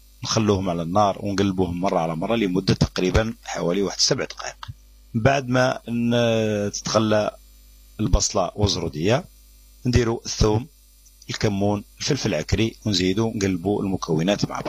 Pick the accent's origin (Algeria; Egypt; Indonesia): Algeria; ولكن بعض المناطق عندنا في الجزائر يقولوا الحمار